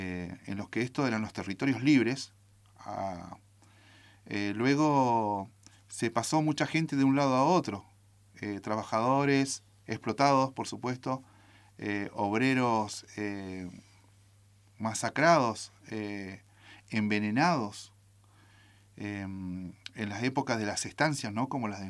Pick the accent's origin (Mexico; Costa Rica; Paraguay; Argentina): Argentina; Comodoro Rivadavia, Chubut; born there; Yo soy nacido en Comodoro, y en Comodoro hay mucha cantidad, mucha gente, somos descendientes de chilenos, del Gulumapu. Y como mi vieja, ¿no? Como mi madre, que también se vino de Chile.